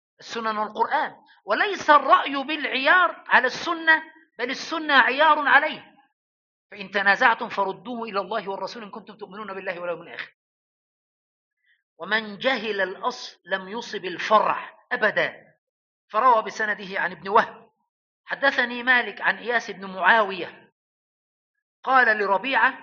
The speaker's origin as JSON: {"language": "Arabic", "region": "Upper Egypt", "country": "Egypt", "said": "أنا أقول هذا لأن عندنا في الصعيد وفي الفلاحين يتكلمون على غائط البهائم جلة"}